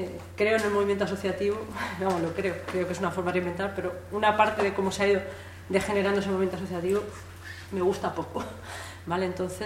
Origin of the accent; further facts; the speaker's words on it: Andalusia, Spain; also born or lived in Madrid; yo me he criado una parte en Madrid, aunque soy andaluza